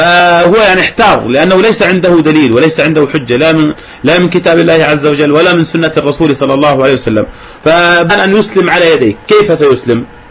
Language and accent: Arabic; Jordan; عندنا في الأردن وبفضل الله عز وجل مجموعة وبالذات في منطقة إربد